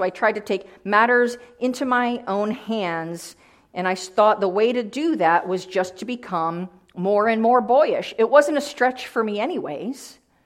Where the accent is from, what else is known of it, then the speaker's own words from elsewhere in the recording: Jamestown, New York, United States; that I lived in, Jamestown, New York, about as far west of New York City here that you can get. So I'm a New Yorker too.